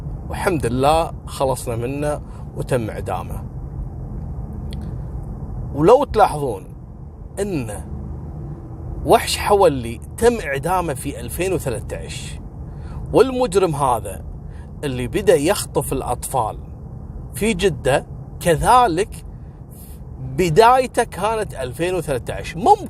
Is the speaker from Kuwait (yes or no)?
yes; Kuwait; مثل ما حصل عندنا في الكويت